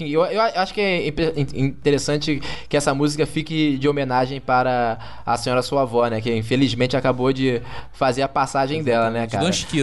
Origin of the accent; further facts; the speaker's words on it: Rio de Janeiro, Brazil; born there; Eu sou nascido em Padre Miguel, sabe? Aqui você tem duas escolas de samba.